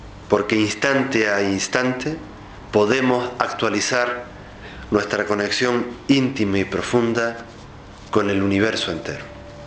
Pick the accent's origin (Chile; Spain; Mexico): Spain; para mí como español, como europeo, como occidental